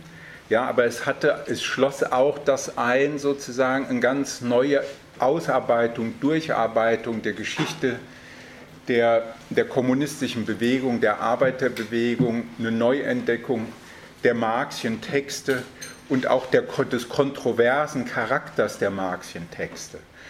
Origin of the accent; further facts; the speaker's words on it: Hesse, Germany; Ich komme ja hier aus der Ecke in der Nähe von Frankfurt.